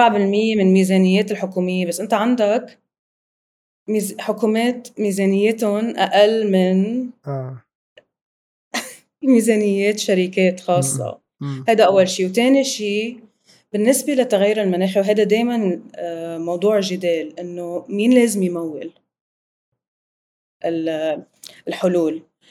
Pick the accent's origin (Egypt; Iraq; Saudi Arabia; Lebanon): Lebanon; أنا من لبنان